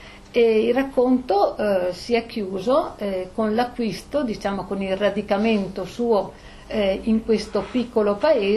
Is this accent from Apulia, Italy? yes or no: no; Trento, Trentino-Alto Adige, Italy; also born or lived in Romagna / Trieste; sono di genitori veneti, sono nata in Romagna, poi vabbè, insomma, siamo con la famiglia andati a Trento, poi io i primi anni di matrimonio li ho passati a Trieste, mio marito è di madre slovena e di padre siciliano, quindi a Trento io vivo benissimo, mi trovo bene, però non mi sento trentina.